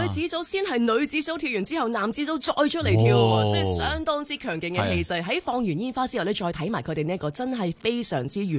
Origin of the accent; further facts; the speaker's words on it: Hong Kong; 我哋香港人